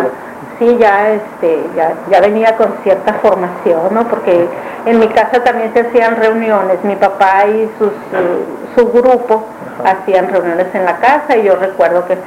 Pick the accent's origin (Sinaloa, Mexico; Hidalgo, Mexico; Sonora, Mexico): Sonora, Mexico; Cananea; como venía de mi pueblo, de Cananea